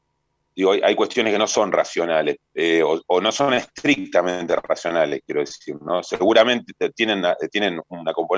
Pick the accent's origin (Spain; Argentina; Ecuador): Argentina; la reparación que nos merecemos como argentinos y argentinas